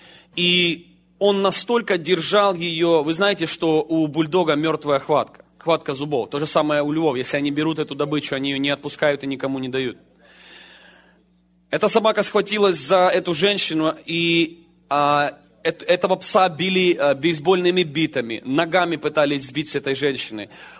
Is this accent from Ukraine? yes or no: yes; Ukraine; я рос на Украине на улице, а на улице жесткие законы.